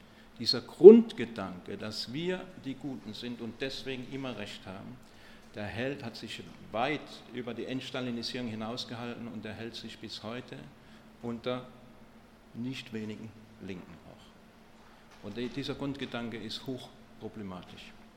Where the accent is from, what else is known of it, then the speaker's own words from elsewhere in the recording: Stuttgart, Baden-Württemberg, Germany; ich komme aus Stuttgart